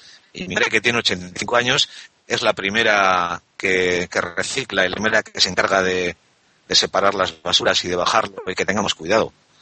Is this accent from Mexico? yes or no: no; Bilbao, Basque Country, Spain; Yo recuerdo de crío en Bilbao, en las calles de Bilbao, las bolsas de basura se apilaban en las aceras sin ningún tipo de protección, a pelo.